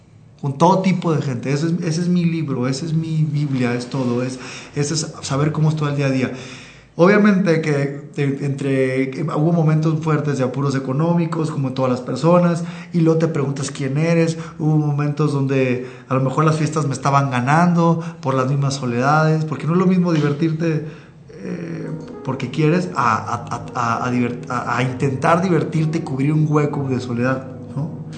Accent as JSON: {"language": "Spanish", "region": "Sinaloa", "country": "Mexico", "tie": "born or raised there", "lives_now": "Mexico City, Mexico", "said": "Yo nací en Sinaloa y viví toda mi infancia allá."}